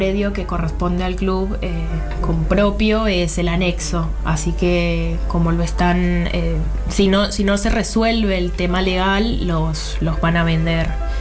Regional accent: Colombia; now in Argentina; Y yo soy colombiana.

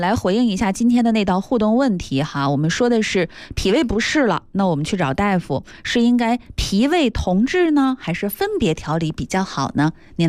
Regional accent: Northeast China, China; 尤其是我作为东北人哈，

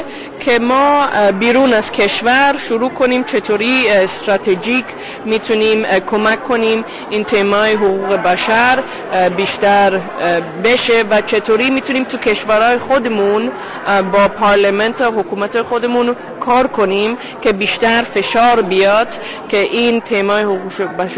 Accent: Iran; جامعه بهائی که ما مردم ایرانی هستیم در ایران

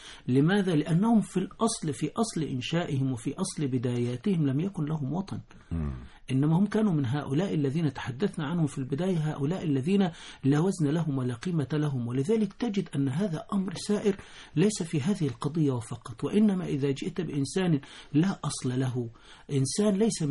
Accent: Egypt; فإذا شئت أن تقول أنا من بلد فأنا من مصر،

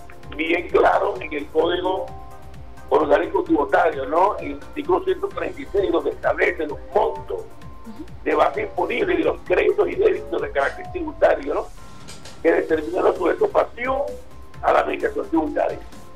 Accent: Venezuela; el deber como venezolano

